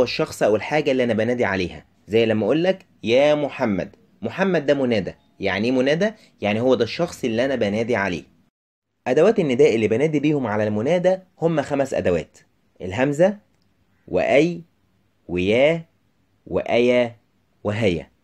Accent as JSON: {"language": "Arabic", "country": "Egypt", "said": "كلنا نعرفه كمصريين ان المصري لازم يحط التاتش بتاعه في اي حاجه"}